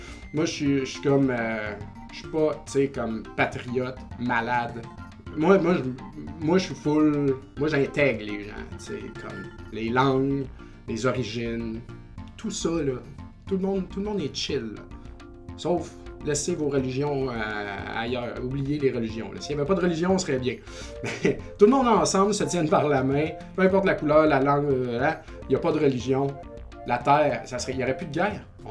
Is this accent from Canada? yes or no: yes; Saint-Joseph-de-Beauce, Quebec, Canada; Harper était venu à Saint-Joseph-de-Beauce, mon village natal.